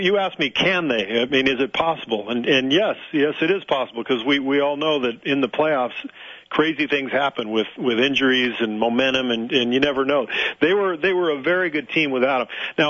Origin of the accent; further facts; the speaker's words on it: Pacific Palisades, California, United States; I grew up in Pacific Palisades, all right? We didn't need anything like that.